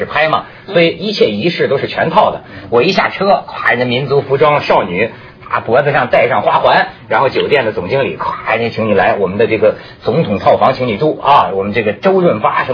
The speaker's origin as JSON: {"language": "Chinese", "country": "China", "said": "这个，你看，就反映咱们中国人呢"}